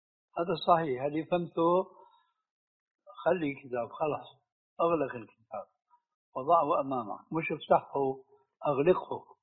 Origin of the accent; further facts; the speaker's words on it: Syria; وعندنا في الشام